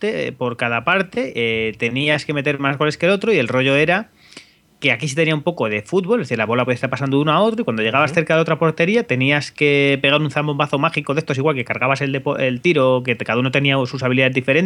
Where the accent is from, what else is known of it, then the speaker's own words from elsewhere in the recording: Spain; Siendo español, te siempre pierdes los penaltis.